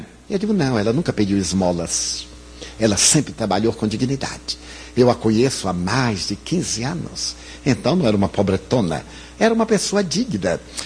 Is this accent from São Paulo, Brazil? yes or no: no; Bahia, Brazil; Como eu sou baiano, eu devo ter aqui uma boa percentagem, o que eu sou é pálido, não é branco. Eu sou pálido.